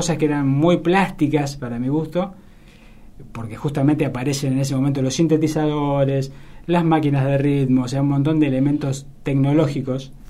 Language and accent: Spanish; Olavarría, Buenos Aires Province, Argentina; yo en realidad me crié en Olavarría, que es una ciudad que está...